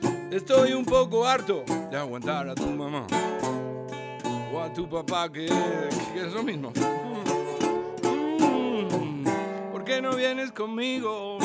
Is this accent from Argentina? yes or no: yes; Buenos Aires, Argentina; yo nací en Buenos Aires, pero mi papá fue un peón de campo, de Bolívar, mi mamá fue una costurera de campo de Las Flores, y yo me crié en Buenos Aires